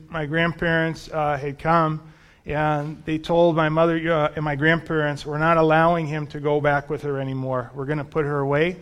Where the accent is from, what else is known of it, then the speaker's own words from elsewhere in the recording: Bronx, New York, United States; And I grew up in the Bronx.